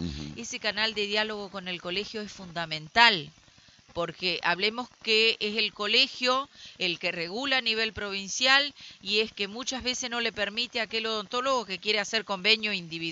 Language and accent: Spanish; Diamante, Entre Ríos, Argentina; Si me permiten cortito, yo soy de Diamante